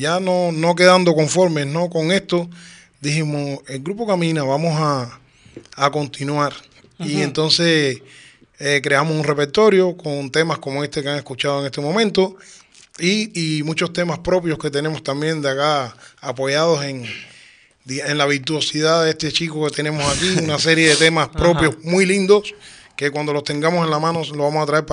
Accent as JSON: {"language": "Spanish", "country": "Cuba", "moved": "yes", "said": "Antes yo recuerdo, yo llevo, soy cubano, pero ya llevo 11 años aquí."}